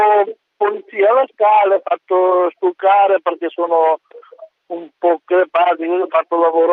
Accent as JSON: {"language": "Italian", "country": "North Macedonia", "lives_now": "Italy", "said": "Vengo da Macedonia."}